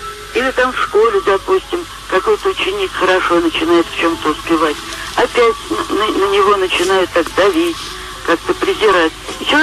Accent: Moscow, Russia; Я из Москвы, мне много лет уже

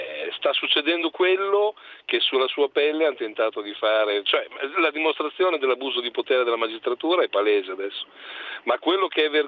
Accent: Bologna, Emilia-Romagna, Italy; No, ma io vivo in provincia di Livorno, vivo in un piccolo paesino medievale delizioso, ma sono un emiliano, sono di Bologna.

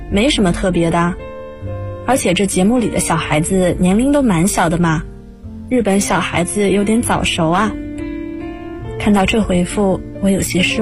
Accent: Jiangxi, China; 大家好，我是来自江西的

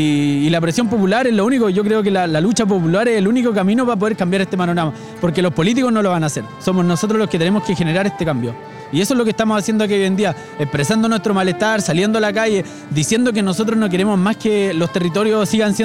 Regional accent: Chile; Nos pertenecen a todos los chilenos y somos todos los chilenos los que tenemos que disfrutarlo.

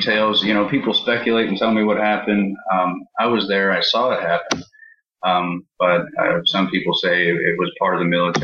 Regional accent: East Providence, Rhode Island, United States; born there; I was born in Providence, Rhode Island, East Providence, and moved around pretty much every 2 months since then.

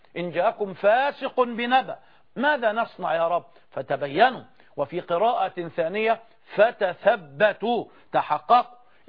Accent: Egypt; وأن نكون كمصريين بجميع أطيافنا على قلب رجل واحد

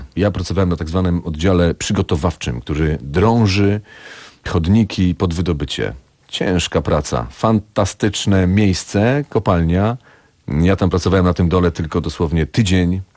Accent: Silesian Voivodeship, Poland; Polska Południowa. Jestem chłopak z południa, ze Śląska tak Górnego.

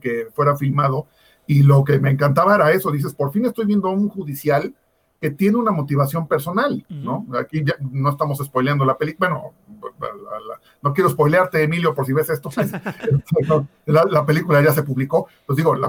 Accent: Mexico; dentro de nuestra cultura como mexicanos, pues ya existe.

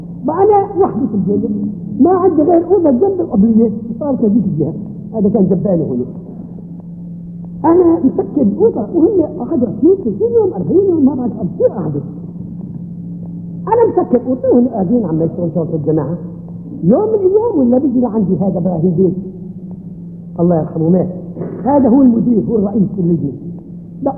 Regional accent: Syria; مثلا بلادنا بلاد الشام بلاد سوريا

